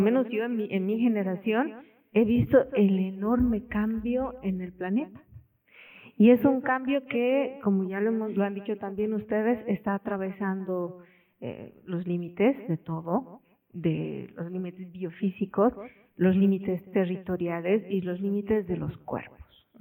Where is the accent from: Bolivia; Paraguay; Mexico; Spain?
Bolivia; Yo soy boliviana, vivo en La Paz